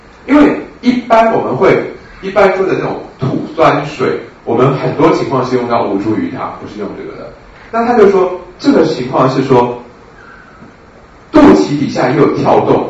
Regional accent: Taiwan; 还是说我们台湾人都讨厌啊？

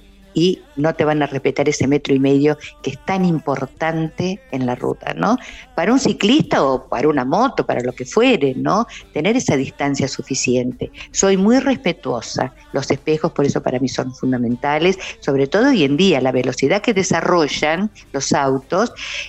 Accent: Ingeniero Huergo, Río Negro, Argentina; yo nací en Huergo, en una localidad que está aquí a 20, 15 kilómetros. Entonces, si recuerdo mi infancia, recuerdo esa calle que estaba

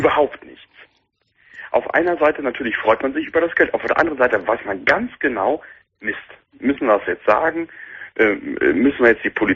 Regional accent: North Rhine-Westphalia, Germany; born there; now in Cologne, Germany; Ich bin dann wieder zurück nach Köln gezogen. Ja. Ich bin zwar gebürtig aus dem Sauerland, aber in Köln habe ich mich wohlgefühlt.

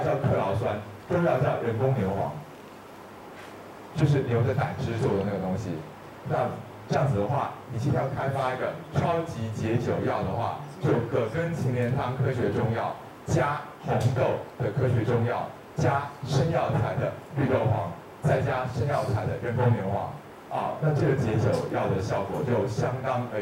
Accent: China; 当然我们中国人会认为酒是湿热之气，

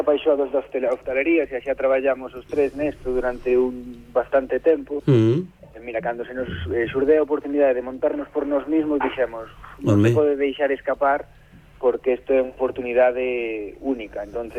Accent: Lugo, Galicia, Spain; Non, eu son de Lugo

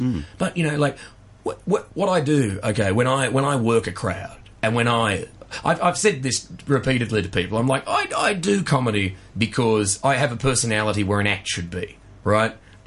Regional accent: Perth, Western Australia, Australia; I grew up in Perth, Western Australia.

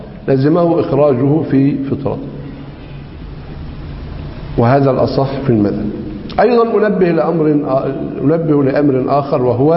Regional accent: Egypt; عندنا في مصر ينظرون إلى قضية الأرز على أنها مقدمة في غالب محافظات مصر

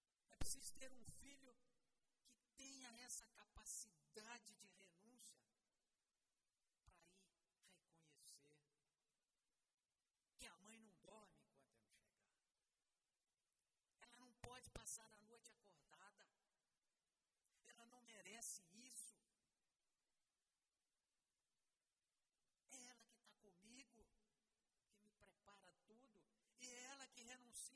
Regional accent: Peçanha, Minas Gerais, Brazil; E eu fiquei me lembrando dos meninos lá de Peçanha, minha terra. Peçanha é muito alto, e de lá a gente vê todo o espinhaço, ou a maioria das serras do espinhaço.

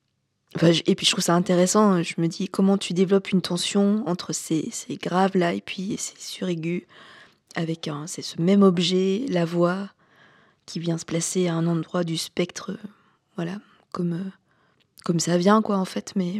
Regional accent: Auvergne-Rhône-Alpes, France; J'ai grandi en Haute-Loire, dans le Massif central.

